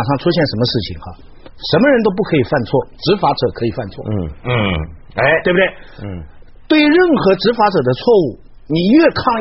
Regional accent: China; 我在这个时候发现我是中国人了。

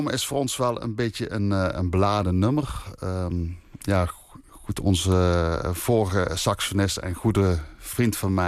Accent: Limburg, Netherlands; want wij komen uit Limburg.

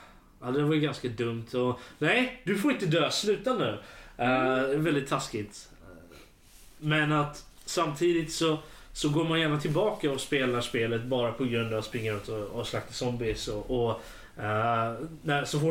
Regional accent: Örebro, Örebro County, Sweden; Jag är örebroare fortfarande. Närking.

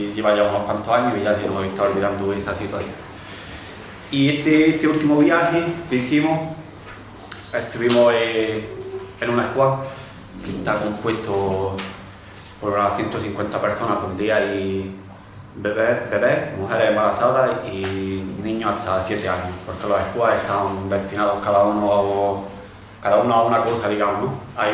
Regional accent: Padul, Andalusia, Spain; soy del PADUL y he estado dos veces ya ahí en Atenas

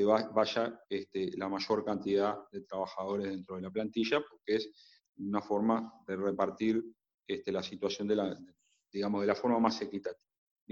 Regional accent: Uruguay; lo que nos debería importar a nosotros como uruguayos, qué papel va a jugar el Estado

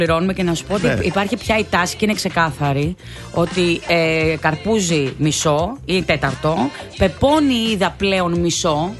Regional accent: Western Greece, Greece; επειδή είμαι από την Ηλία και οι συγγενείς μου, θείοι μου, βάζουν καρπούζι.

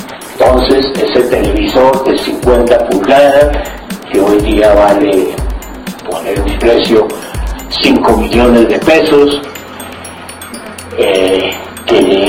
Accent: Colombia; nivel que los únicos que no conocemos de esto somos los colombianos

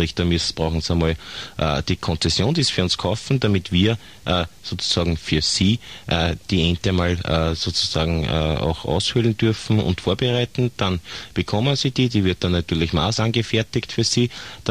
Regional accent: Austria; Und Waldenten dürfen ja nur mehr, zumindest bei uns in Österreich, als Fliegenpilze bemalt werden

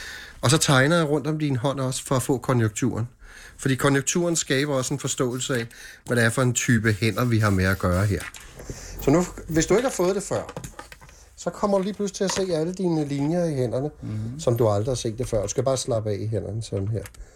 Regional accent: Copenhagen, Capital Region of Denmark, Denmark; vi er ude på Amager i en, hvad kan vi kalde det, ældre bolig lejlighed. Og mit barndomshjem var ved Søerne i København, ved Bartolinsgade.

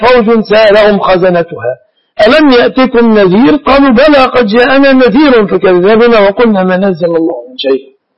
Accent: Egypt; عندنا في مصر

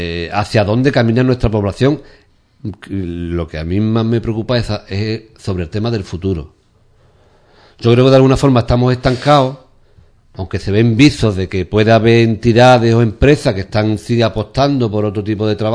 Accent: Ubrique, Andalusia, Spain; Hombre, porque somos de Ubrique, nos conocemos todos

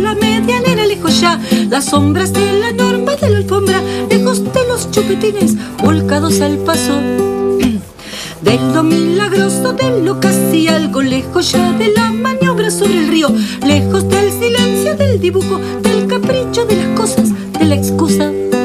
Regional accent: Buenos Aires, Argentina; Ya venía de provincia, yo soy de provincia de Buenos Aires

